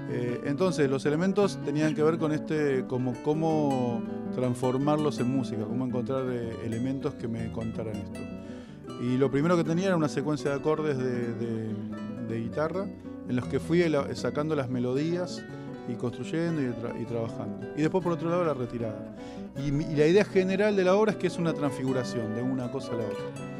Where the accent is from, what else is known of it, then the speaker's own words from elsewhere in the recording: Lugano, Buenos Aires, Argentina; also born or lived in Flores; Me crié ahí, y después me crié en Lugano. Ya ahí a los 8 o 10 años me fui para Lugano.